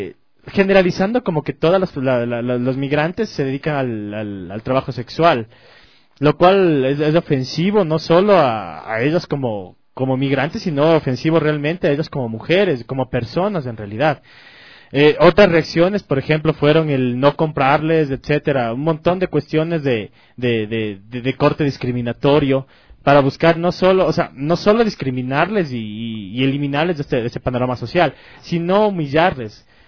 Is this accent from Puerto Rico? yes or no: no; Ecuador; nos devela a nosotros como ecuatorianos, de nosotros como sociedad